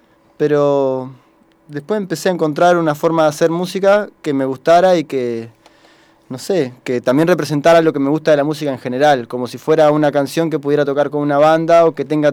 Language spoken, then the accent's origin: Spanish; Concordia, Entre Ríos, Argentina; now in La Plata, Argentina; De Concordia, de Entre Ríos. Y me vine a estudiar...